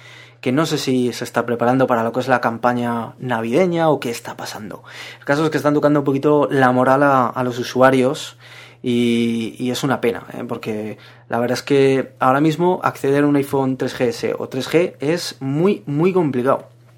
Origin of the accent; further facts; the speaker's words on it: Zaragoza, Aragon, Spain; yo también soy de Zaragoza, pues imaginaos.